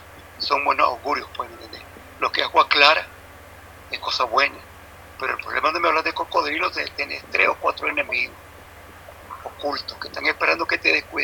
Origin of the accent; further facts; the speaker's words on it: Nicaragua; Soy de Nicaragua.